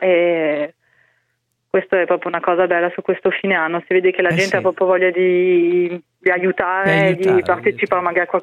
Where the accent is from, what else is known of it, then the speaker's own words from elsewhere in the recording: Strasbourg, Grand Est, France; nella mia città, Strasburgo, io sono dell'Alsazia